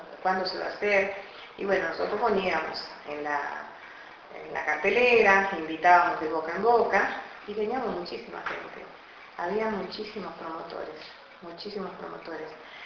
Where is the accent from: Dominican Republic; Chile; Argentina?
Argentina; Alvear, Corrientes; yo vengo de Corrientes, yo vivía frente a Brasil, Alvear, un pueblito que está frontera con Itaquí, Brasil, pasando Uruguayana, pasando Rosales Vivi. Es un pueblo chiquito, nosotros no hablamos el guaraní, hablamos más el portugués que el guaraní. Yo nací y me crié ahí